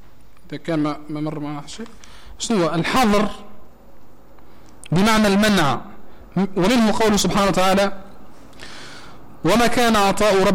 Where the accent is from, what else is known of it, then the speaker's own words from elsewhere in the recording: Tunisia; وهذه زادة مشهورة يسر عندنا في تونس